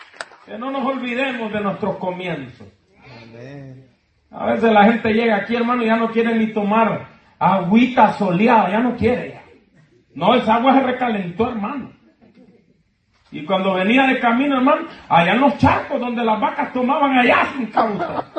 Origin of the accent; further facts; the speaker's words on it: Honduras; estando yo en mi país, que es Honduras, hermano, lo voy a mencionar, porque soy de allá